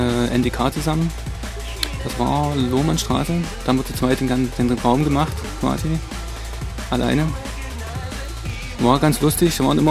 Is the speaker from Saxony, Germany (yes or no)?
yes; Dresden, Saxony, Germany; die machen nur mal die Drum Bass Partys bei uns in Dresden, bekanntlich.